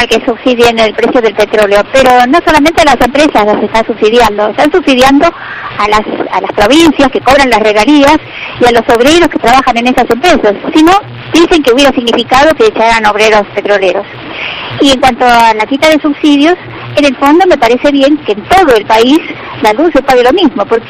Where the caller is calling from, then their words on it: Pilar, Buenos Aires Province, Argentina; de Pilar.